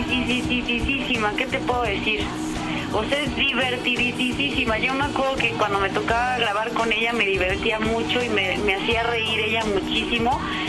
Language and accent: Spanish; Mexico City, Mexico; also born or lived in Veracruz; nací ahí en Veracruz y pues casi toda mi vida he vivido aquí en la Ciudad de México. Pero bueno, pues sí, iba mucho de chiquita a Veracruz.